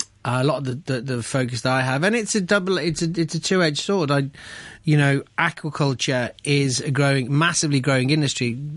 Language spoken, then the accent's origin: English; Liverpool, North West England, United Kingdom; I'm from Liverpool, so it's more of a cold, wet weather dish.